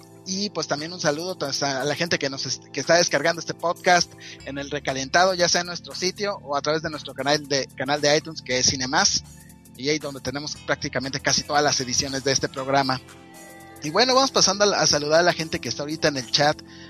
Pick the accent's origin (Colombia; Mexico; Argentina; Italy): Mexico; este mes, pues siendo mexicano, pues vamos a hablar de todas las películas mexicanas todo el mes.